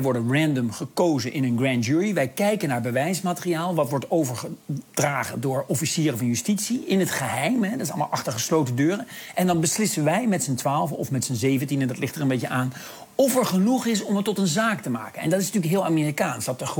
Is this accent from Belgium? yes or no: no; Netherlands; Ja, ik luister hier ook een beetje als een Nederlander naar. Ik bedoel, onze Nederlandse aanvalsplannen op Duitsland zijn strikt geheim.